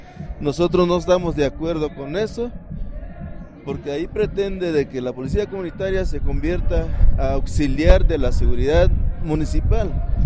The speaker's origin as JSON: {"language": "Spanish", "town": "Malinaltepec", "region": "Guerrero", "country": "Mexico", "said": "Soy de la comunidad de Tierra Colorada, municipio de Malinaltepec, Guerrero."}